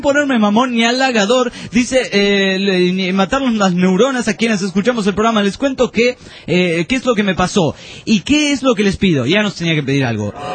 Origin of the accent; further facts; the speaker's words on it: Formosa, Argentina; Hola amigos … soy de Formosa, el norte argentino.